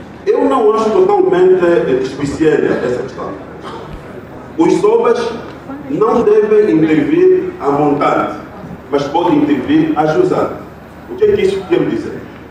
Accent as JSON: {"language": "Portuguese", "town": "Kisama", "region": "Luanda", "country": "Angola", "tie": "born or raised there", "said": "eu que sou natural da Kisama, serei capaz de dizer, olha, isso tudo era do meu avô"}